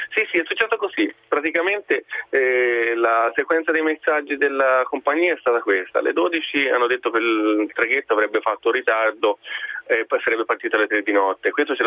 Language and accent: Italian; Tuscany, Italy; E di lì noi siamo toscani